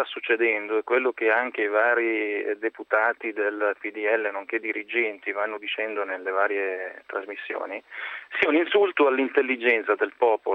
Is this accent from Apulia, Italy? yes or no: no; Lombardy, Italy; io da lombardo non provo neanche ad immaginare una Lombardia